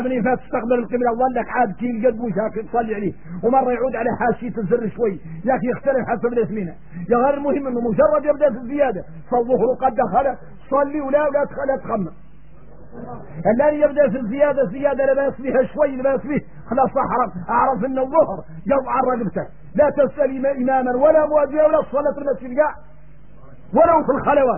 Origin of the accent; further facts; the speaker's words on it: Mauritania; احنا موريتاني ان الشمس طاح في البحر